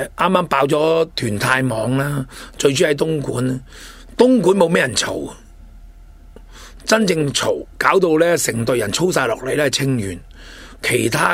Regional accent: Hong Kong; 大陆好多咧，我哋香港人唔明白嘅操作，我哋唔知道

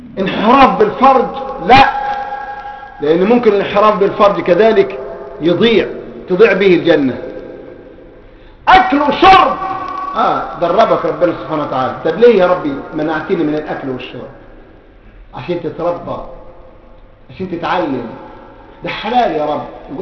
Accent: Egypt; عندنا في مصر يقول لك صام وفطر على بصرة

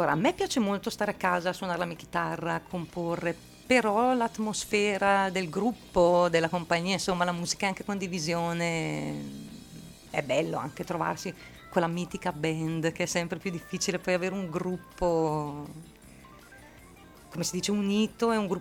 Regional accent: Lombardy, Italy; Sono una donna di una certa età, ok? Vengo dalla provincia di Brescia

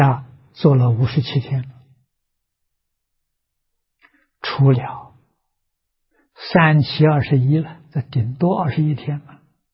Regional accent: China; 释提欢音，我们中国人称玉皇大帝啊

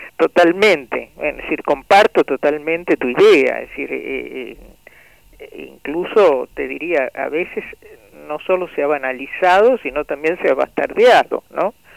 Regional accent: Tucumán, Argentina; cómo crecimos en Tucumán, ¿no?, en el medio de una crisis tremenda, en el año 66

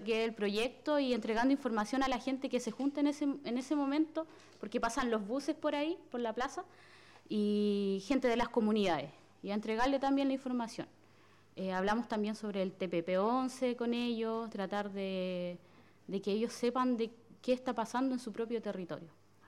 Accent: Malén Leubú, Biobío, Chile; Nosotras con … somos de Malén Leubú

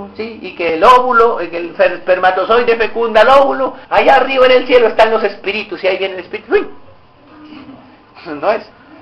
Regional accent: Barranquilla, Atlántico, Colombia; born there; así la iglesia donde nací en Barranquilla

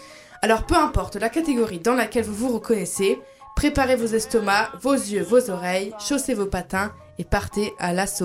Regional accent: Grand Est, France; Parce que moi, voyez-vous, je viens d'Alsace, près de Strasbourg, qui n'est ni plus ni moins la capitale de Noël.

